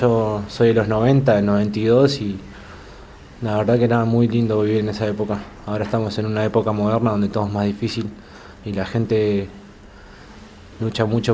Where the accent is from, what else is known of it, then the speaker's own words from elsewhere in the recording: Buenos Aires, Argentina; also born or lived in Bariloche; me crié un poco en Buenos Aires, también en Bariloche, más en Buenos Aires que en Bariloche en mi infancia.